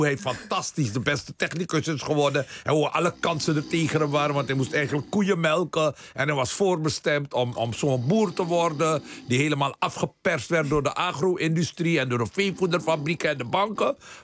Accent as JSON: {"language": "Dutch", "country": "Suriname", "said": "Van Suriname, ja."}